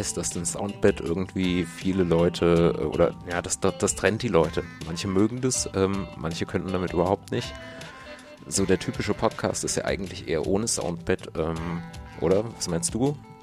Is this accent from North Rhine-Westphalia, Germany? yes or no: no; Fulda, Hesse, Germany; wir kommen aus Fulda und da ist irgendwie nichts los.